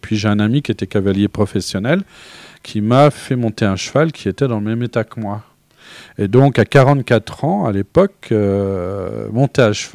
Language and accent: French; Grand Est, France; D'adoption, oui, puisque je suis lorrain depuis la nuit des temps.